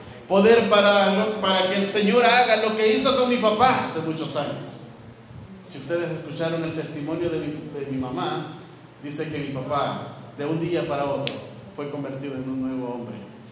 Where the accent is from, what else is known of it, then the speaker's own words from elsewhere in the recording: El Salvador; así como vicentinos, salvadoreños como ustedes y nosotros